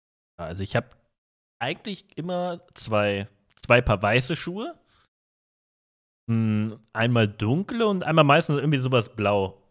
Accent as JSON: {"language": "German", "region": "North Rhine-Westphalia", "country": "Germany", "said": "Aber ich komme auch aus, also ich komme auch aus NRW, ich komme jetzt nicht irgendwie Eifelgegend oder Sauerland oder irgendwo, wo jetzt richtig Schnee und Eis ist, ne?"}